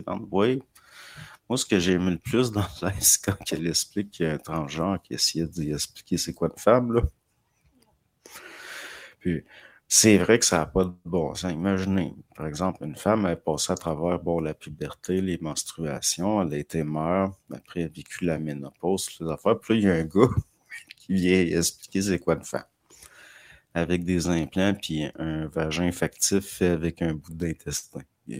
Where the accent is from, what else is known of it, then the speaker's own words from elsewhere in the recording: Dolbeau, Quebec, Canada; Je suis natif de Dolbeau.